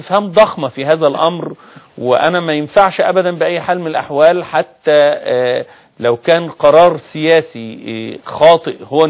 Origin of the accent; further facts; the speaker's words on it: Egypt; لكن انا كمواطن مصري ومواطن موجود في ميدان التحرير